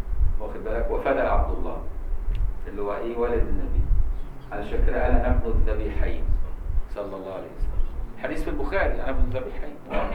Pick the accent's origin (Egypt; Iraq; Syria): Egypt; والعبور ده عملوه سوقي عندنا في مصر سوق العبور